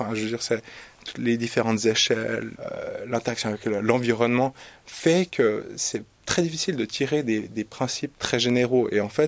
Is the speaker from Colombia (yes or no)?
no; Switzerland; je suis suisse